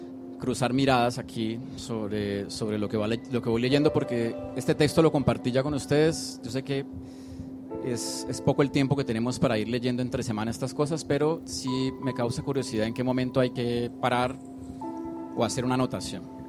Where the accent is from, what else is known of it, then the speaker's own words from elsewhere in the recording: Colombia; Con nuestra historia, como colombianos, como artistas, como educadores y como vagabundos.